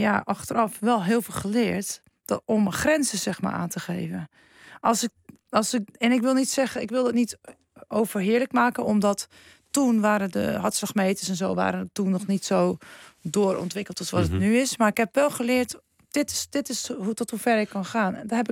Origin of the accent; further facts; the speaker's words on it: Groningen, Netherlands; Kijk, ik kom uit Groningen.